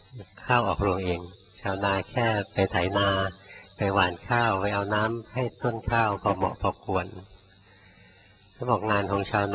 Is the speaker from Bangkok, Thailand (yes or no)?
yes; Bangkok, Thailand; เราคนกรุงเทพเกิดกรุงเทพ